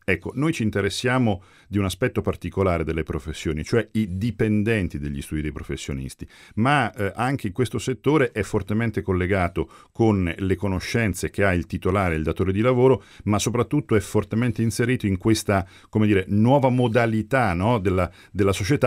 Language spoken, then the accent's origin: Italian; Castelfidardo, Marche, Italy; Vengo da un paese che si chiama Castelfidardo, conosciuto nel mondo per via della musica e delle fisarmoniche, quindi vengo dalle Marche, la provincia di Ancona.